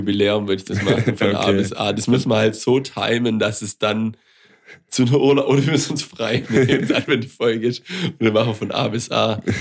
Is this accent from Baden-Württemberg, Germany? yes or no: yes; Baden-Württemberg, Germany; accent: Swabian; Ich glaube, von unserem Dialekt ist man schon ein bisschen abgeschreckt